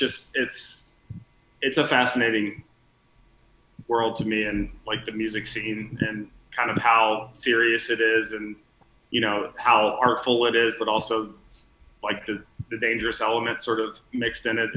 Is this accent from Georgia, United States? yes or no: yes; Atlanta, Georgia, United States; Yeah, I'm from Atlanta, from Georgia.